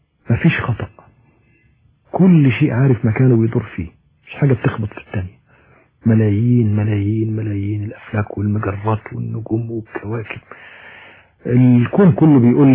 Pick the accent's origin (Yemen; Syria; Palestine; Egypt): Egypt; انا مصري منتمي للتراب بتاع مصر،